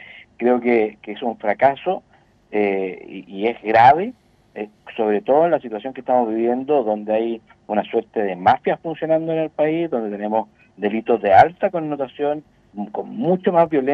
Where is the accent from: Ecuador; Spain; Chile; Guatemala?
Chile; con información más allá de la que podemos tener nosotros como chilenos, incluso como parlamentarios